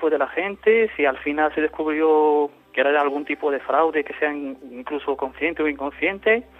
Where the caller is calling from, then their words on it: Granada, Andalusia, Spain; de Granada